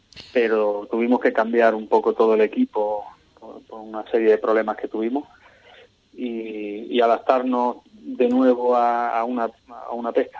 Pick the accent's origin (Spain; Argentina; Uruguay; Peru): Spain; Cádiz, Andalusia; somos de aquí, de Cádiz, fuertes.